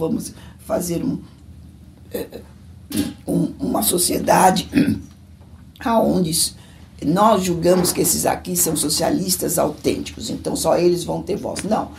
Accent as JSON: {"language": "Portuguese", "region": "São Paulo", "country": "Brazil", "said": "eu nasci em São Paulo, sou paulistana. Eu nasci no Hospital São Paulo, na Avenida Paulista, sou super paulistana. E eu nasci em 1955, no dia 24 de agosto, 24 de agosto de 1955."}